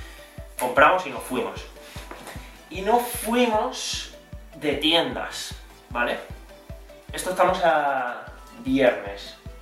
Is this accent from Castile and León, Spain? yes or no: no; Alicante, Valencian Community, Spain; vine hace 2 años, tal, yo soy de Alicante